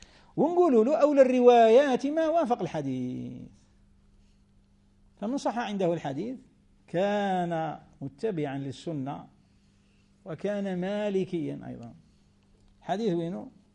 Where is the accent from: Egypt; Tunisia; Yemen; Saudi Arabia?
Tunisia; كما احنا توانسة بكري وحنا كلنا مغاربة